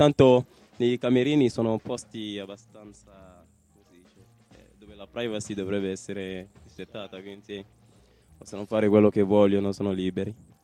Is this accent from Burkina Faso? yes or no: yes; Burkina Faso; also born or lived in France; now in Italy; Sono originario del Burkina Faso, studio qua ingegneria informatica al terzo anno.